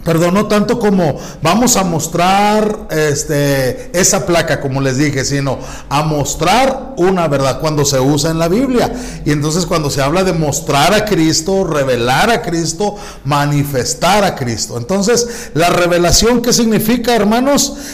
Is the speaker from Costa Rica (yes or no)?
no; Chihuahua, Mexico; yo como soy de Chihuahua, mis antepasados no eran los aztecas, eran otras tribus